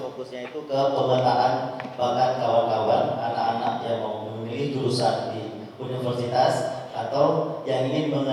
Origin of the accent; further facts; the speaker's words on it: Aceh, Indonesia; Saya berasal dari Aceh Besar, tempat di Anjun, di komplek Villa Bon.